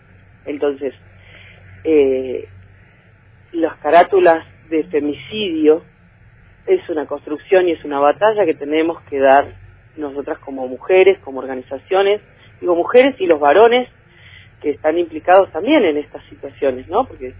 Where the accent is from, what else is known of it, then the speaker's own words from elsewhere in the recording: Bariloche, Río Negro, Argentina; Porque este es mi pueblo. Yo puedo hablar desde acá, podemos tener una mirada provincial